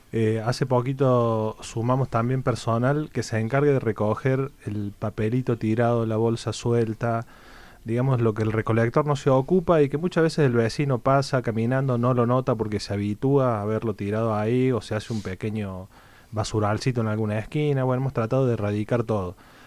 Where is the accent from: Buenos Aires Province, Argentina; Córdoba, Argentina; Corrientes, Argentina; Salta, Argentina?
Córdoba, Argentina; San Esteban; Y desde los 10 meses vivo en San Esteban, y bueno, me crié en San Esteban toda mi infancia, mi adolescencia y mi adultez ahora en San Esteban.